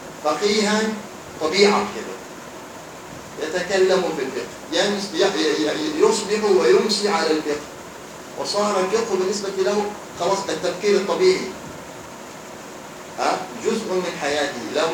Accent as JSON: {"language": "Arabic", "region": "Hadhramaut", "country": "Yemen", "said": "عندنا في حضرموت"}